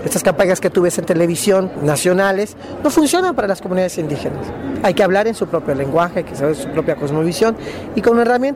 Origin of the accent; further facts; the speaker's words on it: Oaxaca, Mexico; Soy indígena zapoteca del Istmo de Tehuantepec, en Oaxaca, en México.